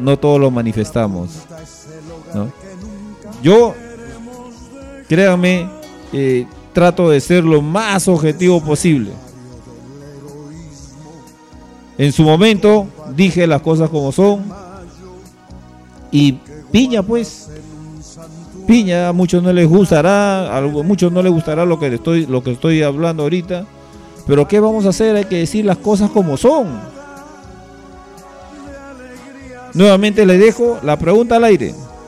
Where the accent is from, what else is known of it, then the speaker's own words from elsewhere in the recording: Peru; por el derecho que me asiste como ciudadano peruano